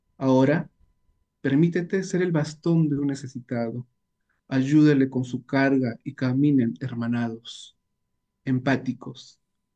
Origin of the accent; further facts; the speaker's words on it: Suyupampa, Piura, Peru; una vivencia tanto de la niñez mía en mi barrio, donde yo nací, en Suyupampa, Ayabaca, Piura